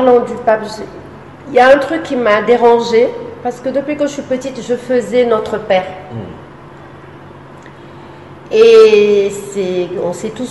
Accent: Fatima, Centro, Portugal; parce qu'on est portugais de Fatima

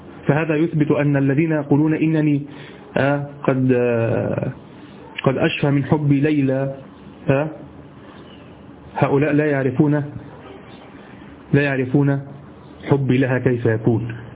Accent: Egypt; هو الذي يعرف عندنا في مصر السديري، الصاد هو طبعا، لكن نحن نقول سديري

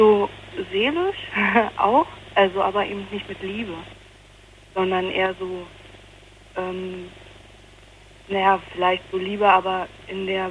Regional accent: Potsdam, Brandenburg, Germany; moved away; also born or lived in North Rhine-Westphalia; ich komme eigentlich eben aus Potsdam und bin nach Nordrhein-Westfalen und da habe ich dann noch halt ein halbes Jahr ungefähr noch weiter da gewohnt, also habe mir da eine Wohnung genommen, also ein Zimmer in der WG

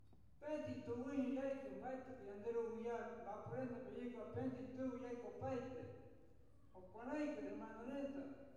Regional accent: Argentina; Yo soy a los guaraníes. Somos todos misma sangre. Somos Argentina. Somos pueblo de guaraní, pueblo de la Argentina.

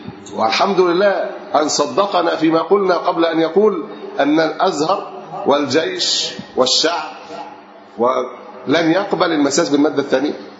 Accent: Alexandria, Alexandria Governorate, Egypt; احنا عندنا في اسكندرية التجار في أحد الشوارع قالوا

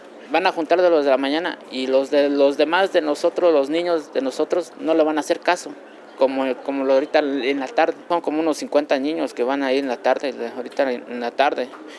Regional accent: Mexico City, Mexico; also born or lived in Santiago Mexquititlán, Querétaro; Yo vengo del estado de Querétaro, ahí por Santiago Mexitlán, soy otomí, y surge esto desde que yo estaba chico. A los 7 años me trajeron acá en la Ciudad de México, y aquí empecé a estudiar.

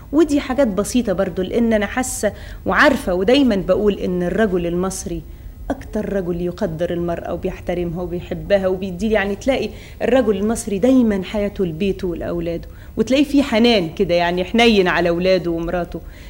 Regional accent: Egypt; دي إحنا عندنا في مصر ما فيش أبداً تفرقة بين المرأة والرجل

